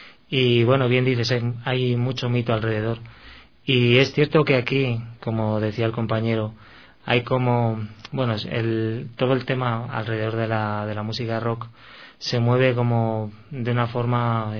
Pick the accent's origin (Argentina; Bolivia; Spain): Spain; now in Ecuador; Se puede notar por mi acento, sí.